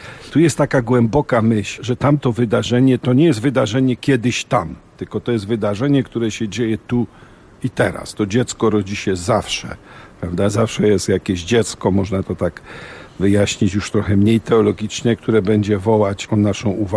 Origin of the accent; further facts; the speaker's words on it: Lesser Poland, Poland; my tu górale mamy, prawda, swoje